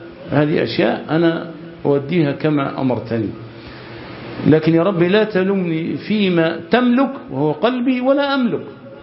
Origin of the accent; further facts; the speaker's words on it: Egypt; كمصريين، للحفاظ على يعني وحدتنا ولحمتنا وعلى قوتنا.